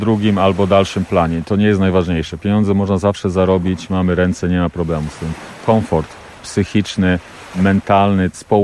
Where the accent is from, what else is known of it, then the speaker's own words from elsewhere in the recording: Złotoryja, Lower Silesian Voivodeship, Poland; Urodziłem się, mieszkałem w Złotoryi. Później wyjechałem do Wrocławia na studia.